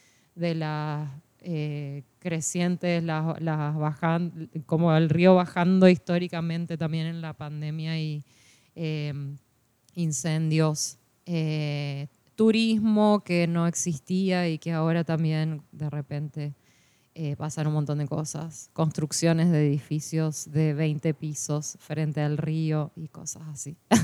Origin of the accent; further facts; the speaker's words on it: Corrientes, Argentina; tan propio de la ciudad de Corrientes, que es de donde soy yo